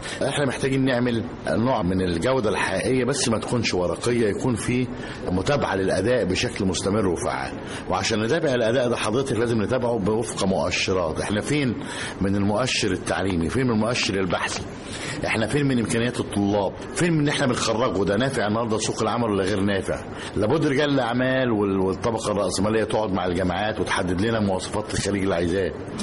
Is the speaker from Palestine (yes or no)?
no; Egypt; يعني لما تيجي مثلا للعلماء الطاقه عندنا في مصر